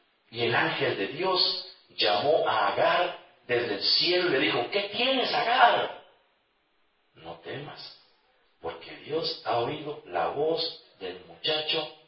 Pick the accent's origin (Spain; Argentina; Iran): Argentina; Ah, no, somos argentinos.